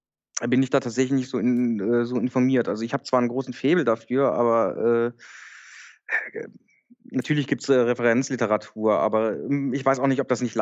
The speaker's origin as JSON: {"language": "German", "region": "North Rhine-Westphalia", "country": "Germany", "said": "Ich komme nicht aus Düsseldorf, ich komme genau dazwischen sozusagen."}